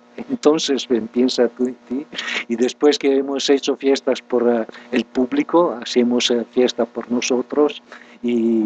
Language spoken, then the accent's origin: Spanish; Milan, Lombardy, Italy; Spanish is a second language; moved away as an adult; yo soy de Italia, nadie es perfecto. Mi familia es de Milán, en el norte, una grande ciudad de donde me fui como una vez licenciado en matemática